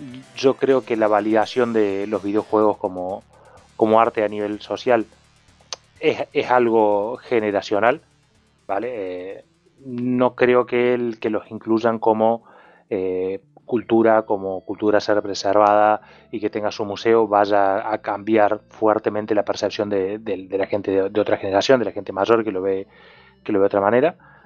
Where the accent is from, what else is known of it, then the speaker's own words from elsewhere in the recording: Argentina; Yo al final vengo de Argentina y de esos he visto unos cuantos.